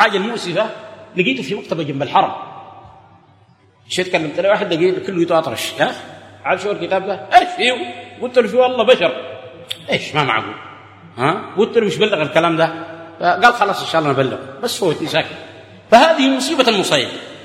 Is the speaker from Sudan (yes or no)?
yes; Atbara, River Nile, Sudan; هناك عندنا في عطبرة داير مناظرة في العرش